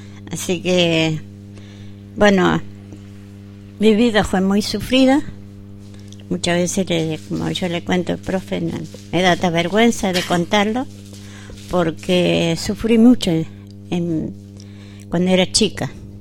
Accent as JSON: {"language": "Spanish", "town": "Cushamen", "region": "Chubut", "country": "Argentina", "tie": "born there", "said": "yo soy nacida en Cusame, pero va, registrada en Cusame y nacida en Los Tres Cerros, de Río Chico para afuera. Bueno, mi abuelo era mapuche, mi abuela también. No me avergüenza decir que soy sangre de mapuche también"}